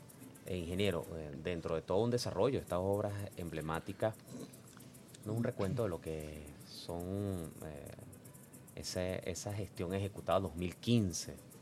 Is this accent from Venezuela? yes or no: yes; Venezuela; quienes somos venezolanos, quienes sentimos nuestras regiones, nuestro país, y está ese estrecho vínculo.